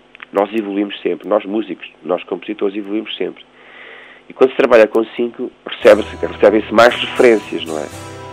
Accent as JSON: {"language": "Portuguese", "town": "Costa da Caparica", "region": "Setúbal", "country": "Portugal", "tie": "born or raised there", "said": "na praia onde nós crescemos, perdão, aqui na Costa da Caparica, num bar bonito."}